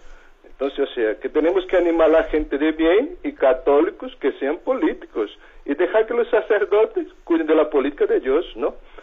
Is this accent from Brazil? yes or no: yes; Brazil; Spanish is a second language; now in Burgos, Spain; allí en Latinoamérica, yo soy brasileño, ¿eh?, vivo en Burgos